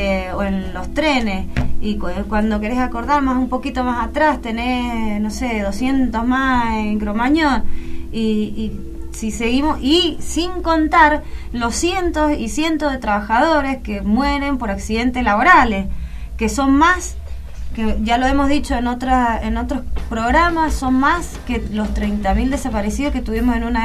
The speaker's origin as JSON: {"language": "Spanish", "country": "Argentina", "said": "nosotros como pueblo argentino estamos acostumbrados"}